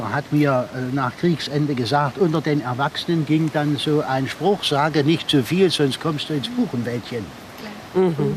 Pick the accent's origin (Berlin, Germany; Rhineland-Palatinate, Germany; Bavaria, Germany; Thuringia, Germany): Thuringia, Germany; Also uns hat man gesagt, ich bin Thüringer, hat man gesagt, hier ist ein Lager für Verbrecher, die müssen arbeiten.